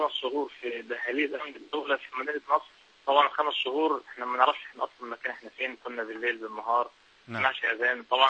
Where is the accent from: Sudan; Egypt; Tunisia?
Egypt; احنا يعني كتير من اهل مصر كانوا بيتبرعوا